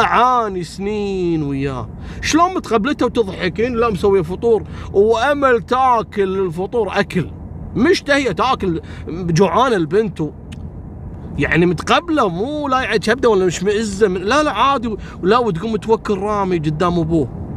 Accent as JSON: {"language": "Arabic", "country": "Kuwait", "said": "والله ذكرتني بوحدة قصة صارت عندنا في الكويت"}